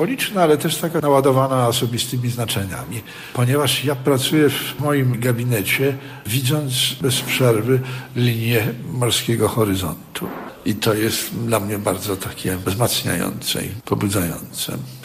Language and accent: Polish; Gdańsk, Pomeranian Voivodeship, Poland; taką część Gdańska, która cudem uniknęła zniszczeń wojennych. I w związku z tym ja mogłem w dzieciństwie i we wczesnej młodości poznać uroki miasta secesyjnego.